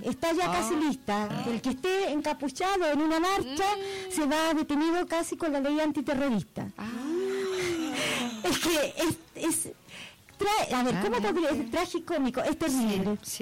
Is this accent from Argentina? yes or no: no; Chile; me da mucha pena en mi país, pero el porcentaje de analfabetismo cultural que hay en Chile es uno de los más altos que hay en Latinoamérica